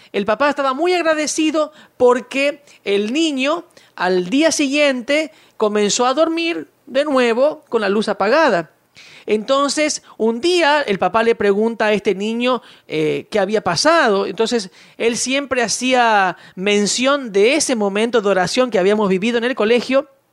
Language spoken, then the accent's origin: Spanish; Buenos Aires, Argentina; Yo me crié, como vos sabes, en Buenos Aires.